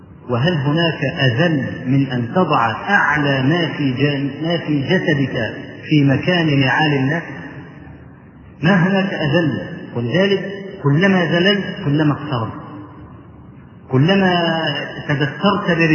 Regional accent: Egypt; في مسجد العزيز بالله عندنا في مصر

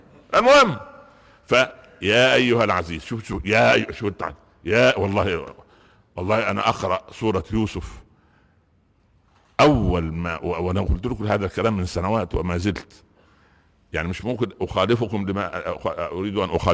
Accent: Egypt; صح, عندنا في مصر يقولوا ايه, القوالب نامت والانصاص قامت

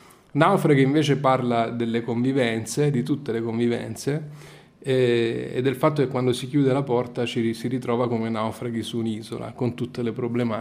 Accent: Naples, Campania, Italy; now in Milan, Italy; Sì, sono napoletano, classe 1980.

